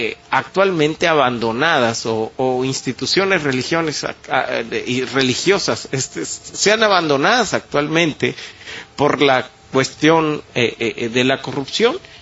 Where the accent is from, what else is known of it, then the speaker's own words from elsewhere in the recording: Mexico; Y sería muy tonto, como mexicano, abrazar una teoría así